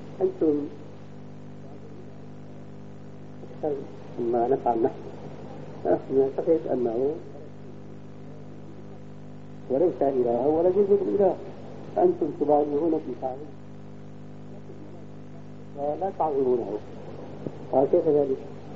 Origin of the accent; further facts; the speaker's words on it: Syria; عندنا في الشام